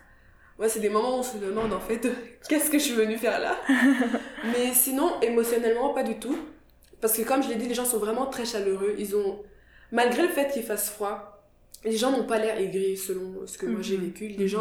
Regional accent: Kigali, Rwanda; je viens de Kigali, qui est une ville très petite, vraiment très petite, où tout le monde se connaît

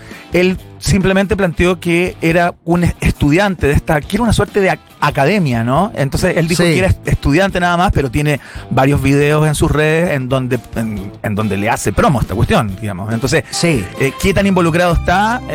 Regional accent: Santiago, Santiago Metropolitan, Chile; Me crié en Santiago.

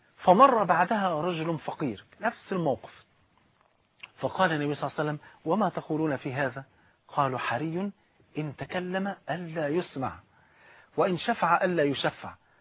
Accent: Egypt; المثل البارد اللي عندنا في مصر

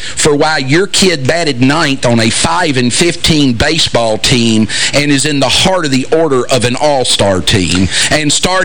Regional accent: Kentucky, United States; but I am from Kentucky, so I'm insecure about that myself.

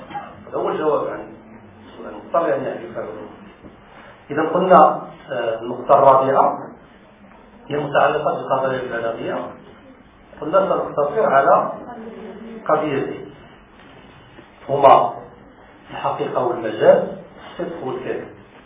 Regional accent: Morocco; لأن أنت مغربي وأنا مغربي

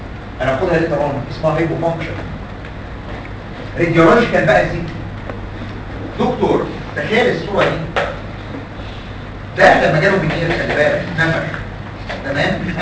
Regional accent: Egypt; احد الجراحين العظام عندنا في مصر مات من 5-7 سنين

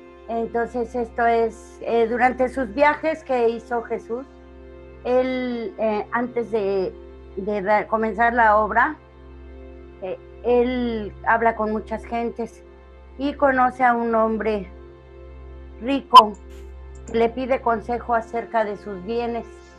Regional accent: Mexico; now in Cancún, Mexico; soy de México, vivo en Cancún.

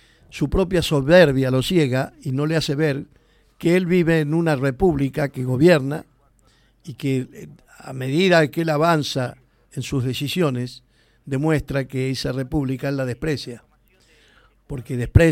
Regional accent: Argentina; mis ancestros fueron italianos, también tengo hijos, yo que soy argentino

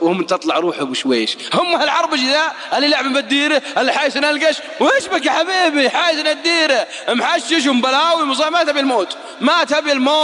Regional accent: Saudi Arabia; عاش عندنا في السعودية وراح لبلاده

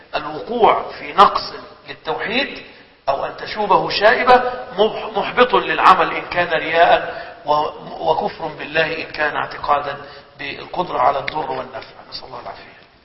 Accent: Egypt; عندنا في مصر في بعض الأحيان يعملوا حملات على الدجالين

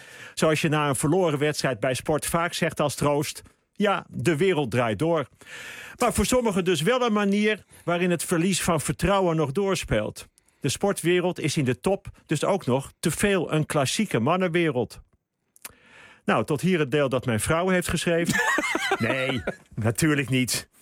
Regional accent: Netherlands; Dus wij zijn als Nederlanders ook heel goed in het stokje doorgeven.

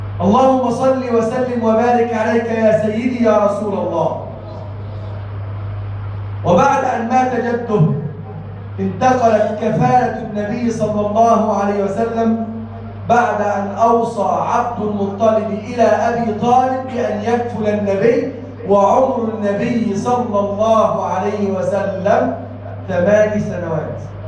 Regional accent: Egypt; اجعل بلدنا مصر بلدا امنا، سخاء رخاء وسائر بلاد المسلمين.

